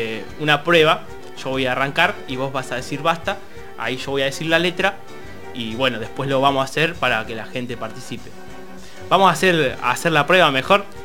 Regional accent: Berazategui, Buenos Aires Province, Argentina; accent: Spanish; Yo soy de Berazategui.

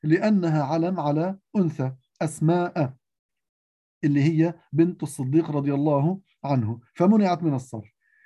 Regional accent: Lebanon; هي اسم لمنطقة عندنا في لبنان

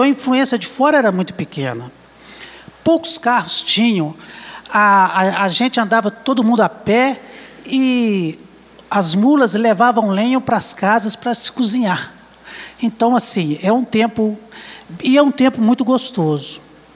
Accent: Ouro Preto, Minas Gerais, Brazil; Eu sou de Ouro Preto, nascido em Ouro Preto, natural de lá. Fui criado com todo o rigor da Igreja Católica.

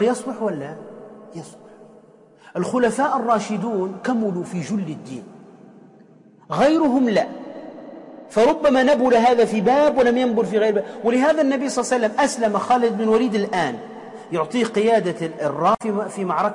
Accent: Tunisia; كما يقال عندنا في تونس كالنكتة

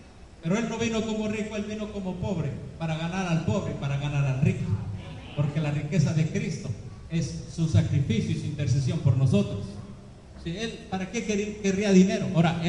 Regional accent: Mexico; now in Dominican Republic; En mi pueblo donde vengo también, allá en México, hay muchos.

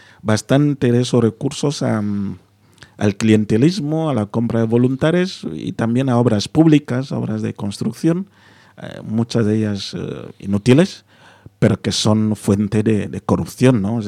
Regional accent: Equatorial Guinea; yo soy bilingüe, ¿no? Yo tengo indistintivamente, en casa hablamos el español y mi lengua, y así nos entendemos.

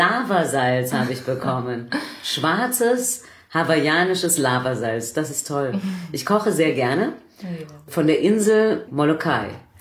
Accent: Bavaria, Germany; In Bayern, da wo ich herkomme

